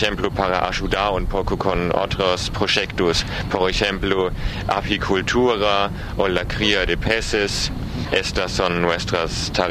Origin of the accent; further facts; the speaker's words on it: Bavaria, Germany; Spanish is a second language; now in Argentina; Yo soy de Alemania, es un país en Europa, y yo soy de una provincia en el sur que se llama Bavaria.